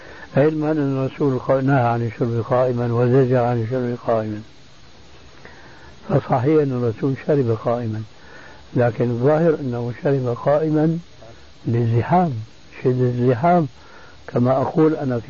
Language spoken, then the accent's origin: Arabic; Syria; بسموه عندنا بالشام بورضان،